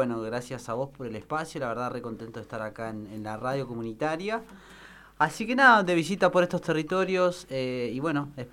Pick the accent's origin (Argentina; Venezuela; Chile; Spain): Argentina; nosotros somos ciudadanos argentinos, nosotros somos mapuches, pero también somos ciudadanos argentinos